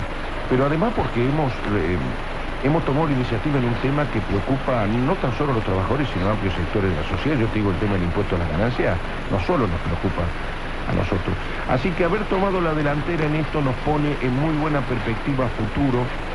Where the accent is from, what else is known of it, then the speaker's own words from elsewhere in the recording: Río Cuarto, Córdoba, Argentina; Yo soy de Río Cuarto